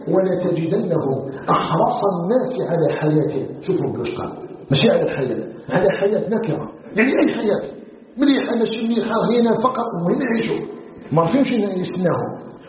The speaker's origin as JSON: {"language": "Arabic", "country": "Algeria", "said": "نسأله سبحانه وتعالى أن يجعل بلدنا الجزائر بلدا آمنا مطمئنا وسائر بلاد المسلمين"}